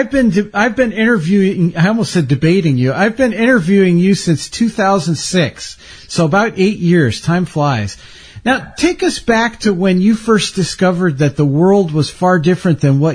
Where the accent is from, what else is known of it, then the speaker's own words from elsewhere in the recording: California, United States; born there; also born or lived in Tucson; now in Bay Area, United States; I was born in Northern California. I moved to Tucson in my teenage years, went to high school there. My brother went to the University of Arizona, and then I came back to the Bay Area.